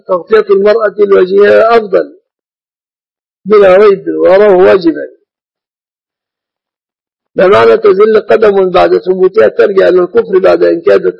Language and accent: Arabic; Egypt; شبكة العروس في بلادنا مصر من المهر إلا إذا نص على غير ذلك.